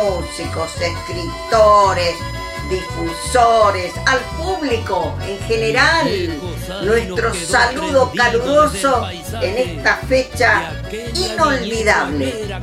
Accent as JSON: {"language": "Spanish", "country": "Argentina", "said": "de Argentina …."}